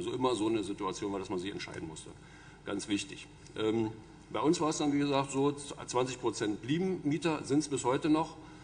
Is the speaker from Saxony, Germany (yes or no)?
no; Bremen, Germany; Ich habe das mal versucht, als Bremer Hörsager aufzuschreiben.